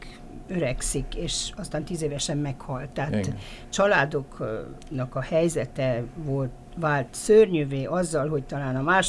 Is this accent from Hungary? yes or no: no; Transylvania, Romania; Én szerintem azért voltam érdekes neki, mert én ott születtem és ott éltem.